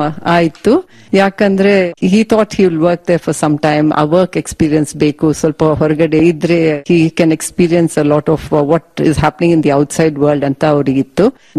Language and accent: Kannada; Karnataka, India; also born or lived in Karwar / Bangalore; ನಾನು ಹುಟ್ಟಿದ್ದು ಕಾರವಾರ ಜಿಲ್ಲೆಯಲ್ಲಿ, ಬೆಳೆದಿದ್ದು ಕರ್ನಾಟಕದಲ್ಲಿ, ಆದ್ರೆ ಬೇರೆ ಬೇರೆ ಟೌನ್ ಅಲ್ಲಿ, ಮತ್ತೆ ಬ್ಯಾಂಗ್ಳೂರಲ್ಲಿ.